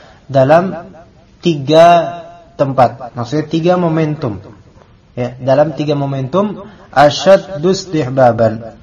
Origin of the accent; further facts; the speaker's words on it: Jakarta, Indonesia; biasanya kalau di masjid-masjid di kita nih Betawi